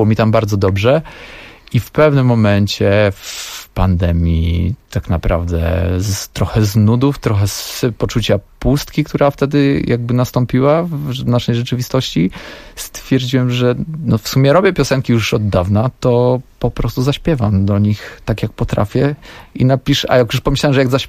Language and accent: Polish; Silesian Voivodeship, Poland; pochodzę z mojej miejscowości pod Częstochową